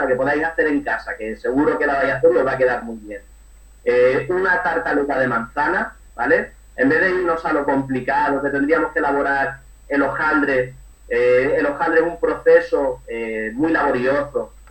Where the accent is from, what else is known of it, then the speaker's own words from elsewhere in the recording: Málaga, Andalusia, Spain; also born or lived in Madrid; después ya me vine para Málaga. Yo soy de Madrid, pero llevo toda mi vida aquí en Málaga.